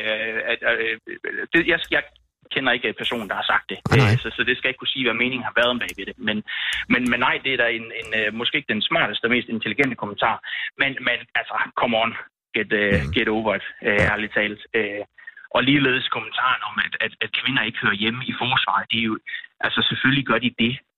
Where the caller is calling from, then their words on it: Aarhus, Central Denmark Region, Denmark; Jeg bor i Silkeborg og ringer fra Aarhus lige nu.